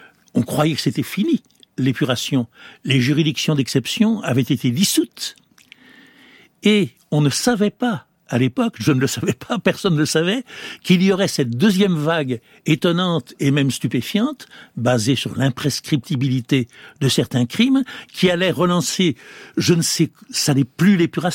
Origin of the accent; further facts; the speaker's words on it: France; chez nous, en France